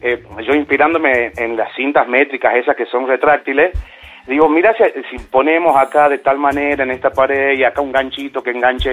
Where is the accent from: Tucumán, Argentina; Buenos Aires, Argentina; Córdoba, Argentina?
Tucumán, Argentina; Monteros; No, soy de Monteros, Tucumán.